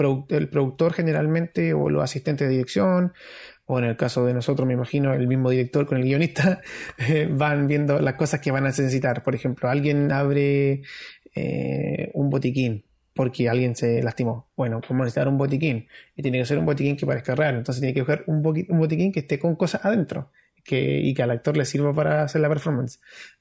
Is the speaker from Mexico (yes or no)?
no; Antofagasta, Chile; Que soy de Antofagasta y soy de la población